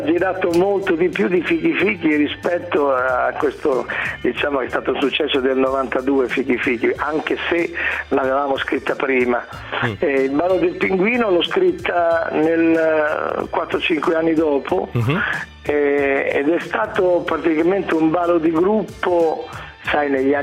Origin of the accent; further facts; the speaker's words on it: Emilia-Romagna, Italy; Ma io da buon romagnolo